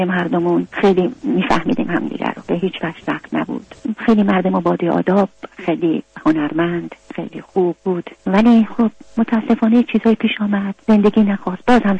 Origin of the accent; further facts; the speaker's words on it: Iran; moved away as an adult; رفتم شمال دنبالم اومدن. من 7-8 تا زندگی در ایران عوض کردم تا تونستم. دیگه میدم هیچ چاره ای ندارم که اون مملکتم و زادگاهم و خاطرات زندگی و کودکی و نوجوانیم و گذاشتم اومدم.